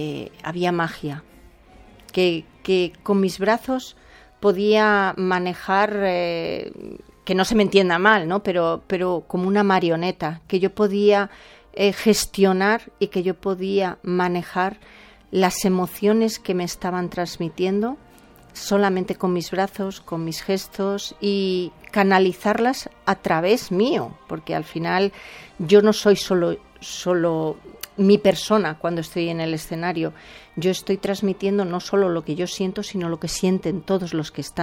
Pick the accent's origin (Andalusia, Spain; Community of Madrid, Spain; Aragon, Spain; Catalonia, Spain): Community of Madrid, Spain; Madrid; yo como madrileña, me llega mucho toda la zarzuela madrileña